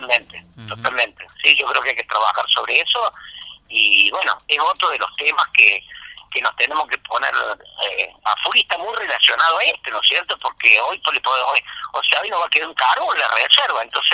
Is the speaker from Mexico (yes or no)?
no; Villa Allende, Córdoba, Argentina; Los que somos nacidos en Villa Allende, yo me acuerdo que pescamos mojarrita en el arroyo este